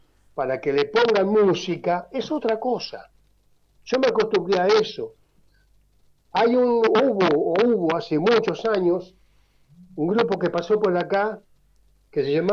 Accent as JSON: {"language": "Spanish", "region": "Buenos Aires", "country": "Argentina", "said": "Yo soy muy porteño, ¿viste? Muy porteño."}